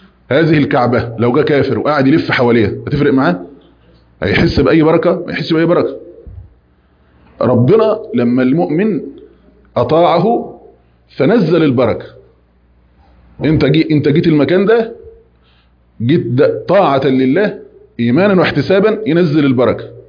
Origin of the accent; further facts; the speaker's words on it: Egypt; يعني لو احنا مثلا كمصريين قبل ما يجي